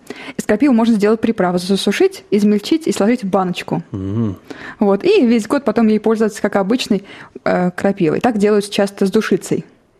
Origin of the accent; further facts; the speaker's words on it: Ivanovo Oblast, Russia; Я выросла не в Иваново, а в сельской местности. Рядом с лесом